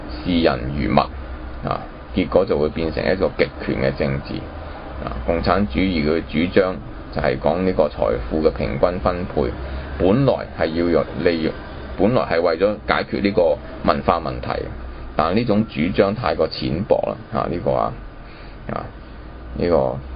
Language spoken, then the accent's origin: Chinese; China; 我们今天身为中国人而不能够保存中国文化精神